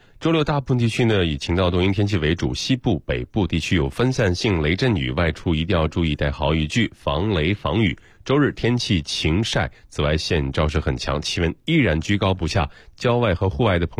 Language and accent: Chinese; Shandong, China; 因为我的家乡在山东嘛，